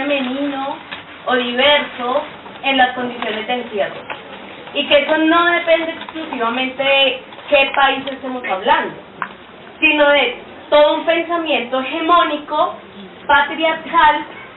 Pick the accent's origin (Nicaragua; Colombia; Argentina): Colombia; soy colombiana